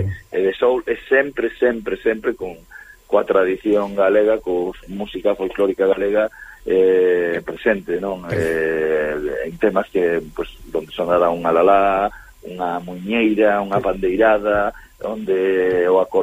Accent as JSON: {"language": "Galician", "town": "A Coruña", "region": "Galicia", "country": "Spain", "tie": "born or raised there", "said": "porque ademais nací en Monte Alto, medrei en Monte Alto"}